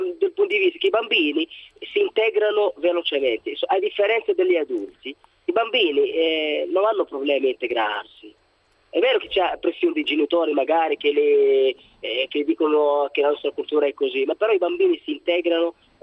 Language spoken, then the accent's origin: Italian; Morocco; now in Italy; Ma io vengo dal Marocco.